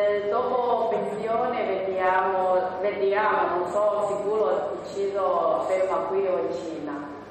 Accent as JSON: {"language": "Italian", "country": "Slovakia", "second_language": "Italian", "moved": "as an adult", "lives_now": "Italy", "said": "Io sono della Slovacchia, sono della Giombeo."}